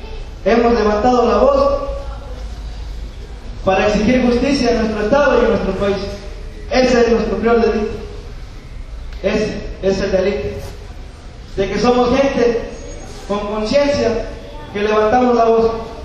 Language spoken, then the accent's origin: Spanish; Mexico; Nosotros, como mexicanos, ya estamos cansados